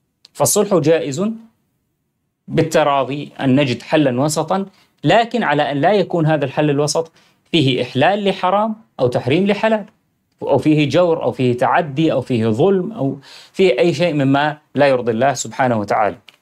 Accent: Syria; now in Europe; كان عندنا بسوريا هذا شيء صعب جدا

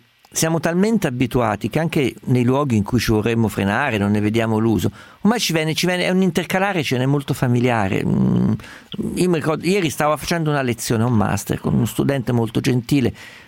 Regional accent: Umbria, Italy; Sono umbro come i toscani, quindi anche per noi è abbastanza normale.

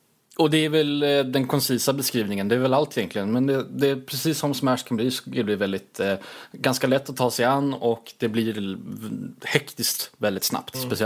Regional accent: Småland, Sweden; Det är ju svårt med tanke på att jag är väldigt svensk. Ja, är svensk. Smålänning också på ovanpå det.

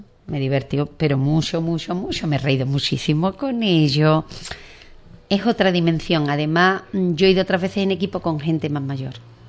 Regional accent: Ubrique, Andalusia, Spain; feliz, satisfecha y satisfecha de mi pueblo, porque las que iban era gente de mi pueblo. Cuando llegamos nos fuimos corriendo a sacarnos una foto delante del cartel de Ubrique

